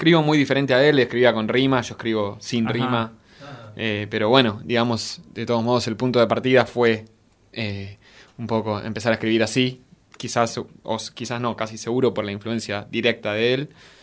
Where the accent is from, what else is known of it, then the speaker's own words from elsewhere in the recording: Buenos Aires, Argentina; soy oriundo de Villa Lugano, acá cerquita, pero estoy por Alberdi y Puan más o menos